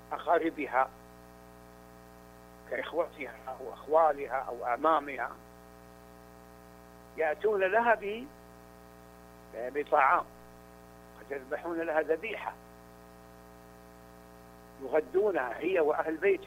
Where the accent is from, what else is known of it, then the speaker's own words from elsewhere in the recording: Saudi Arabia; أنا سعودي كما يعلم الجميع، ولا أعلم هذه العادة في السعودية